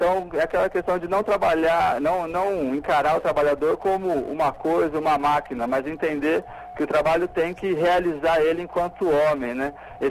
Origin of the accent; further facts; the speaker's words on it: Franca, São Paulo, Brazil; now in Curitiba, Brazil; numa equipe de 5 advogados, 4 somos de Franca.